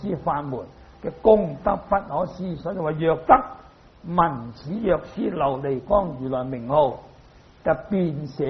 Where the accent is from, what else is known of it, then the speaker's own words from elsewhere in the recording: China; 所以咧，我哋中國人啊，如果你肯讀呢啲佛經咧，你對於中國嘅文化咧，係對你有好大嘅幫助啊！